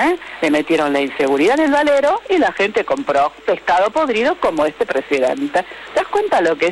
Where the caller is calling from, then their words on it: Olivos, Buenos Aires Province, Argentina; de Olivos.